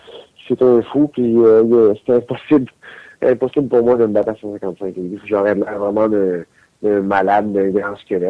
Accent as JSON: {"language": "French", "town": "Victoriaville", "region": "Quebec", "country": "Canada", "said": "Je pourrais dire non parce que je viens de Victoriaville"}